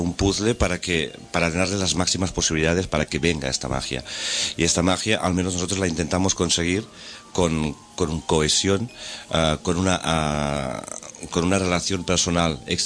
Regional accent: Catalonia, Spain; yo soy el único catalán, el único extranjero.

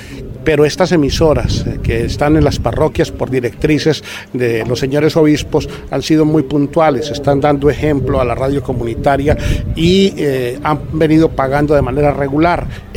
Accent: Colombia; pero como somos buenos colombianos

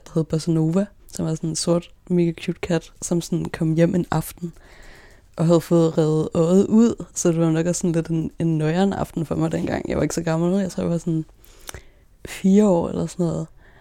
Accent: Roskilde, Zealand, Denmark; I Roskilde. Jeg blev født i Roskilde. Og det der, jeg sådan bor og vokser op

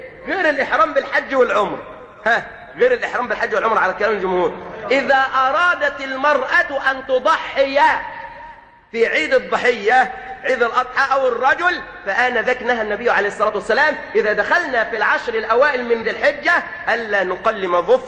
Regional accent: Egypt; بعض الطبيبات هنا عندنا في مصر

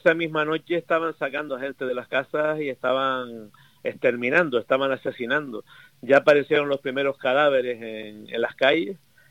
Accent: Canary Islands, Spain; que yo soy de Gran Canaria, pero te estoy hablando de Tenerife ahora

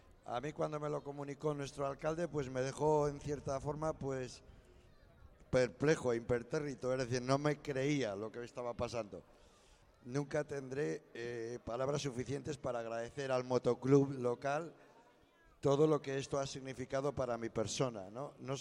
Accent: Ribaforada, Navarre, Spain; Para mí Ribaforada ha sido siempre un algo muy especial, ha sido mi pueblo y lo he defendido aquí y allá donde he estado.

